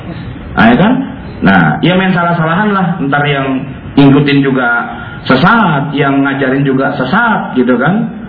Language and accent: Indonesian; Jakarta, Indonesia; Saya orang Betawi, bisa juga tuh, karena sejak kecil saya belajar